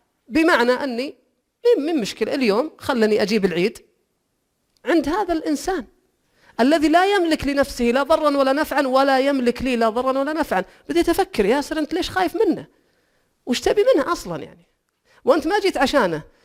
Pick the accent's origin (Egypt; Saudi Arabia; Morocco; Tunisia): Saudi Arabia; ما فيه إلا أنا واثنين سعوديين وماتوا